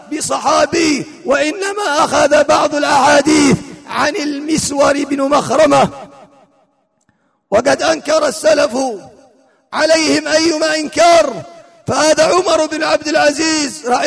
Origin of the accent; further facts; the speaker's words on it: Hadhramaut, Yemen; في بلادنا هذه بلاد حضرموت